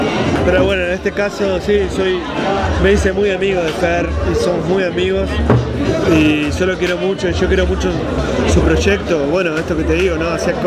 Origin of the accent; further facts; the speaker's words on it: Viedma, Río Negro, Argentina; que soy de Viedma, de Río Negro